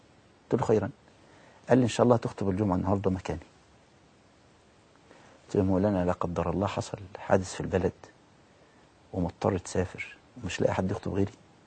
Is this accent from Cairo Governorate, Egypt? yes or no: no; Al-Badari, Asyut Governorate, Egypt; أنا من مركز البداري محافظة أسيوط.